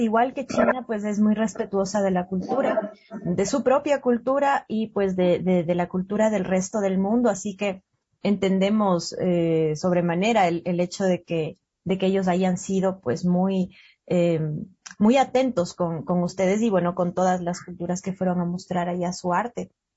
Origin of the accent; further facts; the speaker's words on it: Ecuador; qué mejor que hayan tenido la oportunidad de salir del Ecuador a mostrar esta hermosa cultura que tenemos nosotros